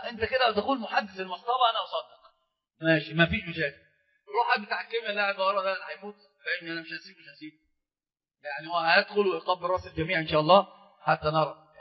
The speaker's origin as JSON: {"language": "Arabic", "country": "Egypt", "said": "عندنا في مصر في مثل مشهور جدا"}